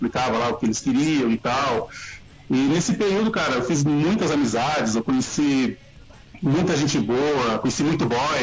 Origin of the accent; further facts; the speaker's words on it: São Paulo, Brazil; Eu cresci no Jardim Peri, é uma favela aqui de São Paulo.